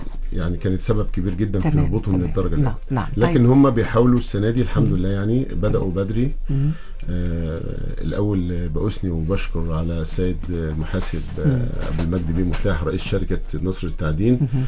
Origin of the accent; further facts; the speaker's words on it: Egypt; يعني احنا كمصريين ان السوبر يتلعب هنا في مصر